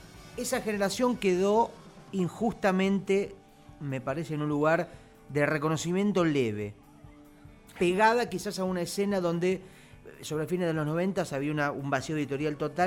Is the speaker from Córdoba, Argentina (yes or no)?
no; Mar del Plata, Buenos Aires Province, Argentina; now in Buenos Aires, Argentina; No, yo nací en Mar del Plata, me crié, empecé a hacer mis fanzines y mis primeras cosas en Mar del Plata. En el 96 me vine a Buenos Aires como una primera experiencia.